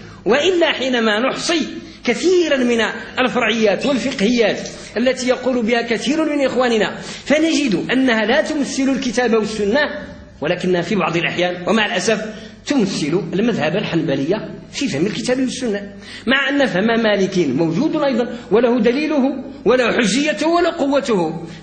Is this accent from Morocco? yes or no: yes; Morocco; وقد كنا كمغاربه وكاندلسيين في عمقنا الحضاري اساتذه للمشرق